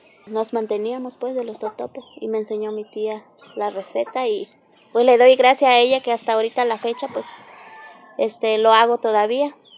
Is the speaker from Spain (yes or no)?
no; Santa María Jicaltepec, Oaxaca, Mexico; y pues aquí soy de Santa María Jicaltepec.